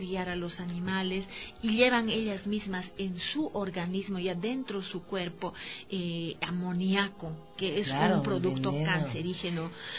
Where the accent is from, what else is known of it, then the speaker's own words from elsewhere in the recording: Bolivia; en mi país, en Bolivia, hay muchas mujeres que a partir de, a pesar que yo soy minera